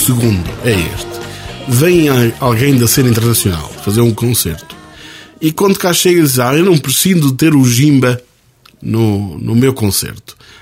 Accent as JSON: {"language": "Portuguese", "region": "Beira", "country": "Portugal", "said": "como beirões que somos e queremos ser generosos"}